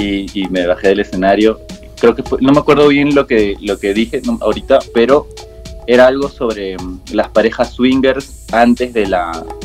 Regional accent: Peru; now in Colombia; La gente me ha tratado bien. He tenido más oportunidades que en mi país.

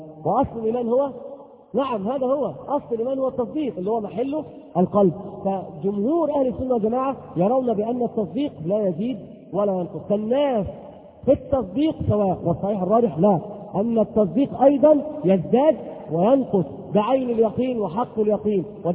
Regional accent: Egypt; إن الذي يختلف عندنا في مصر يقولون مثل عظيم جدا

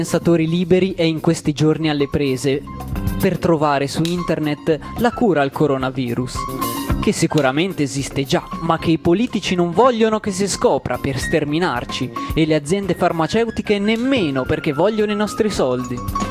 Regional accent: Carrara, Tuscany, Italy; Ho scazzato, sono di Carrara. Carrara.

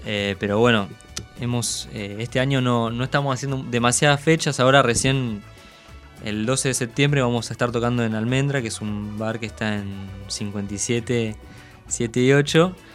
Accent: Tierra del Fuego, Argentina; now in La Plata, Argentina; Claro, yo soy de Tierra del Fuego y en esa época era muy chico, así que no pude verlo. Y cuando me vine a vivir acá

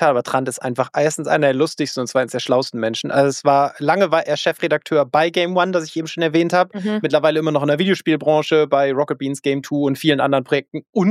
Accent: Northern Germany, Germany; Aber ich glaube, es ist als Norddeutscher einfach, wir sind da zu steif.

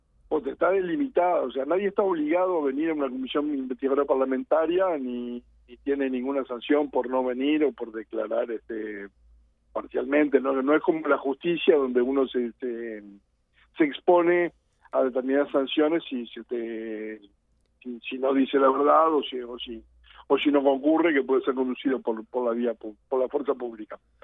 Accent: Montevideo, Uruguay; soy que uno de Montevideo

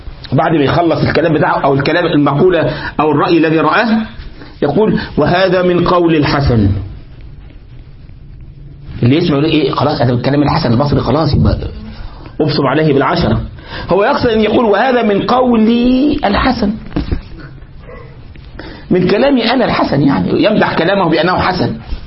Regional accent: Egypt; انت تفهم بقى عندنا في مصر يقول في الرياض يبقى معناها ايه؟

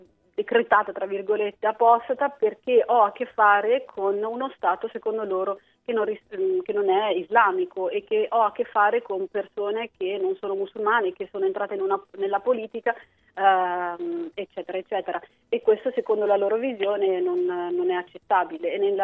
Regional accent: Umbria, Italy; now in Milan, Italy; casa mia un po' Perugia, perché lì sono nata e cresciuta, però ormai mi sento pienamente milanese, sono qui da 17 anni, e anche il mio accento ormai si sta modificando

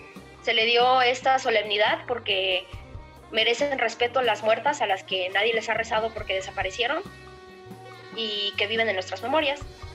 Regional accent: Mexico; Porque soy ciudadano, porque soy mexicano, porque me identifico

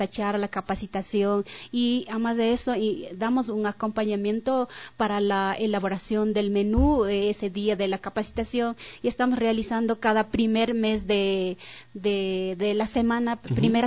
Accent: Colta, Chimborazo, Ecuador; vengo de la provincia de Chimborazo, Cantón Colta, Parroquia Columbe, Comunidad Secao San José.

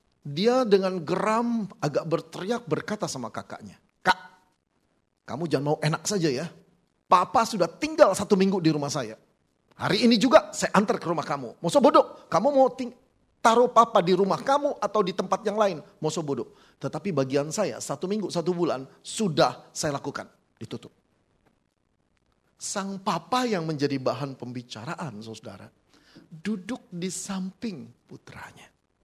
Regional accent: Jakarta, Indonesia; moved away as an adult; now in Malang, Indonesia; sudah belasan tahun di sana, walaupun saya berasal dari Jakarta

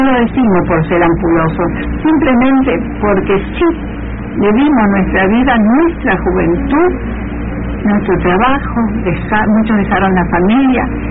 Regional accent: Argentina; tengo fe de que vamos a seguir adelante como argentinos

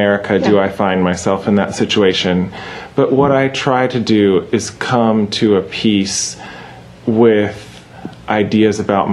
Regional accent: Charlotte, North Carolina, United States; which is in Charlotte, my hometown

